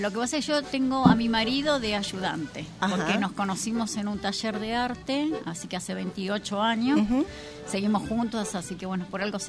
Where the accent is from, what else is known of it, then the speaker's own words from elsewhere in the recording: Arroyo de los Patos, Córdoba, Argentina; somos de Arroyo de los Patos.